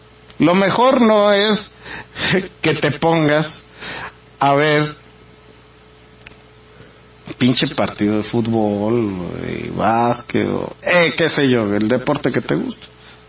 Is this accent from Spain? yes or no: no; Mexico; en lo que somos mexicanos en este caso